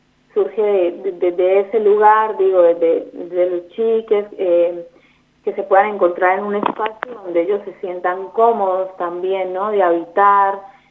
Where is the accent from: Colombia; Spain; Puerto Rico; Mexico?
Colombia; now in Argentina; soy de Colombia, sí, me agarraste ahí la ficha, Juan Pablo, soy de Colombia, no soy argentina, pero bueno, llegué a este país en el 2017, en búsqueda un poco de mejor calidad de vida.